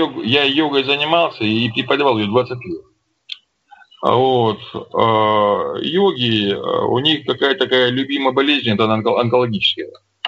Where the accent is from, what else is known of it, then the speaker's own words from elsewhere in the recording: Don, Russia; Я русский человек, я казак донской, я жить хочу. Мне тут нравится.